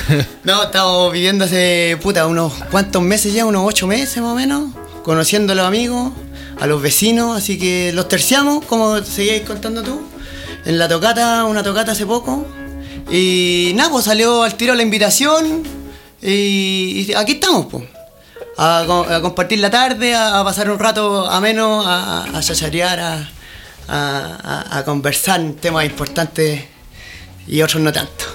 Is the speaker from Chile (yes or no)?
yes; Pudahuel, Santiago Metropolitan Region, Chile; Por cosas de la vida yo me fui de Pudahuel el 2001, 2002 cuando nació mi hijo y puta, anduve pululando por acá, por allá. Cuento corto, volví a Pudahuel 2008